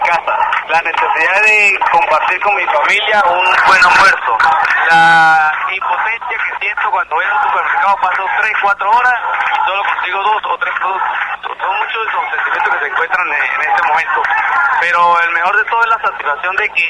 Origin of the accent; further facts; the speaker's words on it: San Cristóbal, Táchira, Venezuela; vengo de La Margarita, de San Cristóbal.